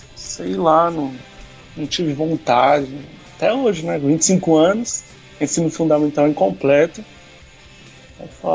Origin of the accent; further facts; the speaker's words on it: São Paulo, Brazil; born there; now in São Vicente, Brazil; São Vicente. Mas nasci em São Paulo, né? Capital.